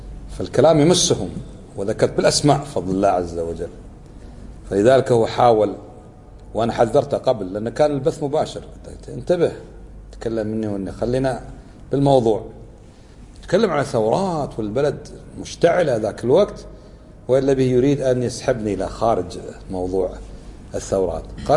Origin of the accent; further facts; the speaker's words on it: Kuwait; وكانت بلدنا الكويت تدخل فيها من تدخل وأشعل الفتنة فيها